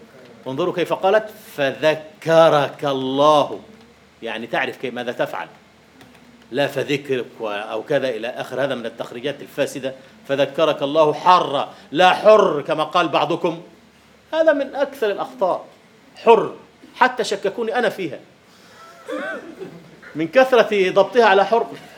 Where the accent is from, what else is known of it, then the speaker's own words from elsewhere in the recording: Egypt; أي والله عندنا في مصر في الريف في الريف يكتبون عبد الله هكذا